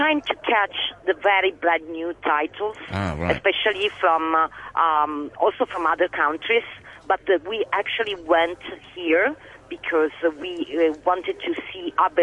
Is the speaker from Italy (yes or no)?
yes; Italy; Since we are from Italy, you know, we are particularly in love with melodramas.